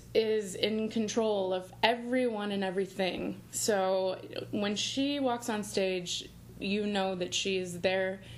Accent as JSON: {"language": "English", "town": "Granite City", "region": "Illinois", "country": "United States", "lives_now": "New Jersey, United States", "said": "I'm originally from Granite City, Illinois, which is outside of St. Louis. And now I live in New Jersey with my husband and our dog."}